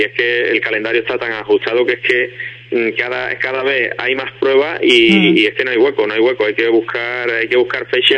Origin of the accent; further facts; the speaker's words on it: Ubrique, Andalusia, Spain; porque es mi tierra y tenía bastante ganas de que se organizara allí un evento